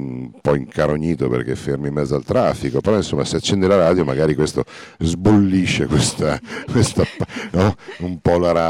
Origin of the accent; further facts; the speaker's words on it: Bologna, Emilia-Romagna, Italy; Sì, sono uno dei pochi indigeni sopravvissuti. No, lo dico scherzosamente perché in realtà, insomma, però sì, sono bolognese.